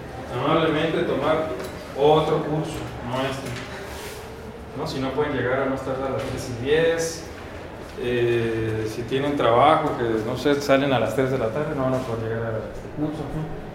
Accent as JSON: {"language": "Spanish", "town": "Mexicali", "region": "Baja California", "country": "Mexico", "said": "Yo vengo de Tangamandapio, de Mexicali, Baja California, y aquí sí hace calor, ¿verdad?"}